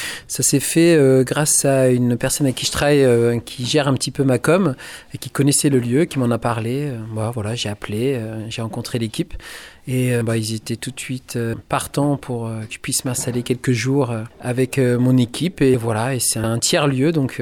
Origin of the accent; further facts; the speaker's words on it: Australia; also born or lived in Colombia; je suis né en Colombie. Et voilà, j'étais adopté par une famille française, mais qui travaillait en Australie. Donc, je suis parti en Australie très tôt. J'ai grandi là-bas.